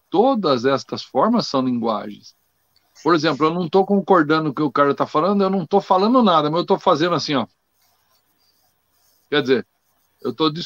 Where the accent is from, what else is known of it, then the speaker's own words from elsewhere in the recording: Brazil; eu digo aqui que você se expressar corretamente no português, no caso nosso aqui, que somos brasileiros, né?